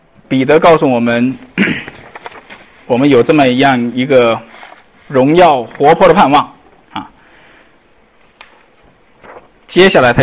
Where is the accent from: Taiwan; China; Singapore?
China; 那因为我们中国人口众多嘛哈